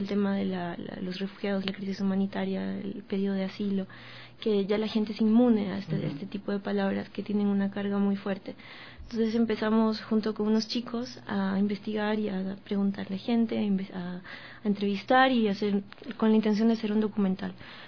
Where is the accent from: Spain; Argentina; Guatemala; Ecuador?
Ecuador; Portoviejo, Manabí; Yo soy de Puerto Viejo, de Manabí, entonces estaba documentando en Puerto Viejo diferentes tipos de actividades que se dan en lo cotidiano